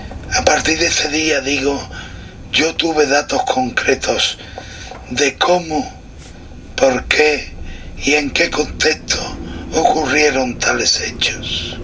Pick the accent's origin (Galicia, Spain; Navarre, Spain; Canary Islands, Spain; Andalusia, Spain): Andalusia, Spain; Cazalla de la Sierra; la represión del régimen franquista en mi pueblo, Casalla de la Sierra, y en los pueblos que conformaban el partido judicial que conformaba y encabezaba mi pueblo.